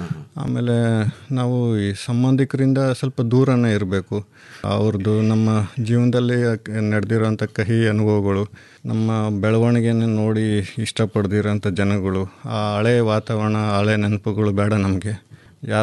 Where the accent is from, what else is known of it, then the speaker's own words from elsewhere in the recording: Hiriyur, Karnataka, India; ಮೂಲತಃ ನಾವು ಚಿತ್ರದುರ್ಗ ಜಿಲ್ಲೆ ಹಿರಿಯೂರವರು, ಕೃಷಿ ಕುಟುಂಬದವರು. ನಮ್ಮ ತಂದೆ ತಾಯಿ ಕೃಷಿ ಹಿನ್ನೆಲೆಯವರು. ನಾವು ಎಜುಕೇಷನ್ ಆದಮೇಲೆ 7 ನಮ್ಮ ವಕೀಲಿ ವೃತ್ತಿನ ಬೆಂಗಳೂರಲ್ಲಿ ಸ್ಟಾರ್ಟ್ ಮಾಡಿದ್ವಿ.